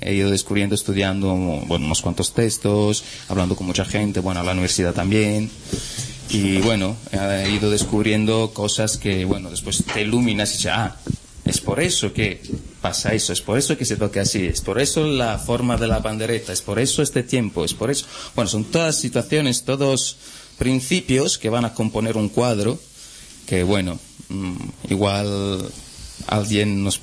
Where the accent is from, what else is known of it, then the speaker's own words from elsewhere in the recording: Calabria, Italy; Soy de Calabria, soy de las montañas del Pollino.